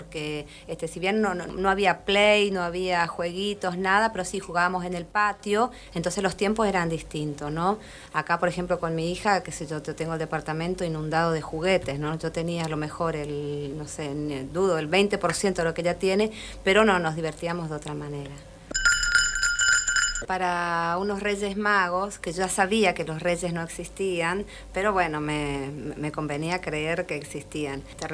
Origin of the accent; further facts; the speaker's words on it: Posadas, Misiones, Argentina; Mi infancia fue en Posadas Misiones. De las cosas lindas que me acuerdo, por ejemplo, cuando jugaba mucho. En la provincia se estila dormir la siesta. Mi mamá me obligaba a dormir la siesta.